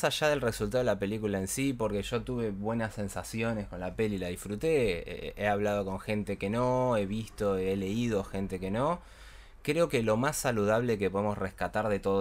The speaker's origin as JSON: {"language": "Spanish", "country": "Argentina", "said": "Los espectadores somos nosotros, somos los argentinos."}